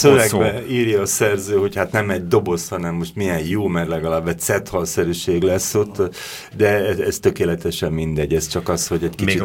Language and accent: Hungarian; Budapest, Hungary; belvárosi gyerek vagyok, a Budapest 5. kerületének a belvárosi részében nőttem föl, és éltem, és szeretem azt a területet